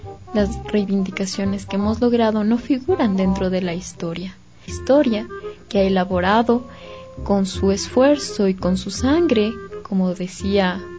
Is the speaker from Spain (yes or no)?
no; Ecuador; Porque no somos solo ecuatorianos, somos humanos